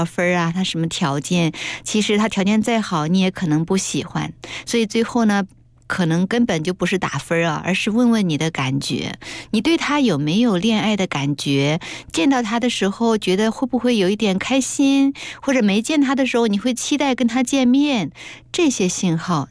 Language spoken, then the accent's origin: Chinese; China; 他这个思维的方式和看待问题的角度跟我们中国人的习惯是不一样的。我们中国人不太会说两个人在不太很熟悉的时候就去谈说你记忆当中最重要的人是谁呀